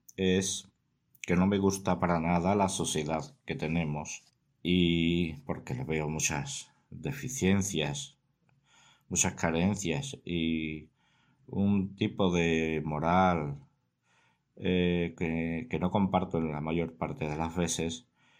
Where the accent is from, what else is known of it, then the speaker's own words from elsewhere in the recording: Carmona, Andalusia, Spain; de Carmona, una ciudad que se encuentra al sur de España.